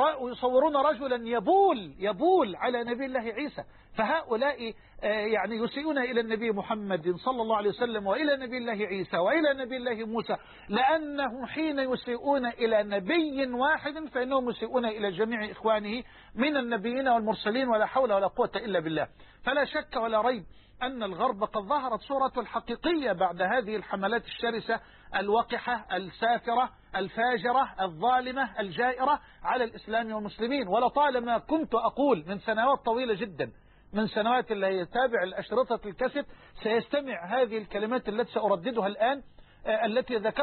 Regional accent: Dumuh, Dakahlia, Egypt; نشأنا سويا في قريتنا المتواضعة دموه وترعرعنا معا

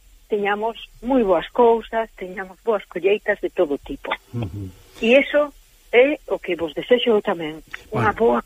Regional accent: Carril, Galicia, Spain; como eu son de Carril, será da Ameixas.

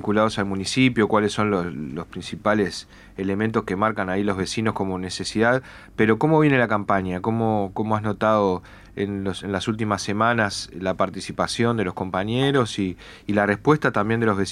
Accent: Montevideo, Uruguay; born there; no soy de ese barrio, nací en la Curva Maronias y después me mudé a la zona de Malvin Nuevo

